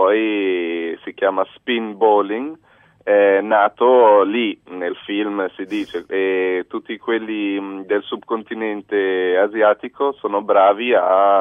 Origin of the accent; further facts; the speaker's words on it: Almora, Uttarakhand, India; Sono nato in India. La mia mamma è italiana, mio padre è svedese e sono cresciuto praticamente per tutta la vita in India, in un posto dove si chiama, dove insomma davanti a casa nostra c'era l'Himalaya e si chiama Almora il posto